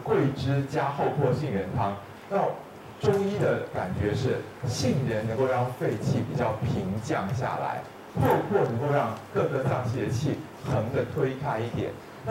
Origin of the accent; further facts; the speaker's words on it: China; 当然我们中国人会认为酒是湿热之气，